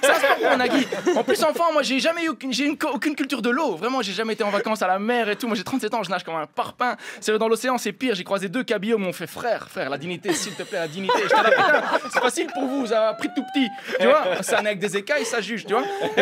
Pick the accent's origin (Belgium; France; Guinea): Belgium; Brussels, Brussels-Capital Region; Moi, je viens de Bruxelles, tu vois